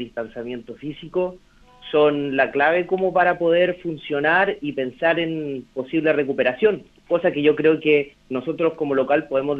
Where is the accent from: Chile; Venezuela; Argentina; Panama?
Chile; conociéndonos cómo somos los chilenos